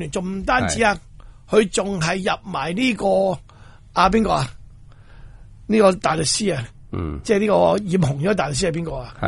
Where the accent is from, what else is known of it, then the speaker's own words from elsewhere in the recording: Hong Kong; 喂，我哋香港人好争啲地产霸权